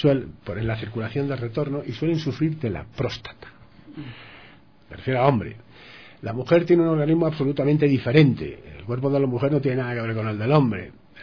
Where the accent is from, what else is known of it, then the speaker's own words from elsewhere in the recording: Madrid, Community of Madrid, Spain; Yo soy de Madrid, y en Madrid todo es seco, o sea, el frío es seco.